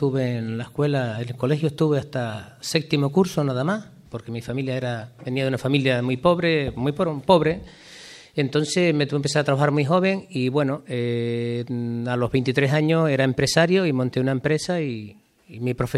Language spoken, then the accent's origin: Spanish; Teguise, Canary Islands, Spain; born there; yo nací en Teguise, vine a este pueblo y con 14 años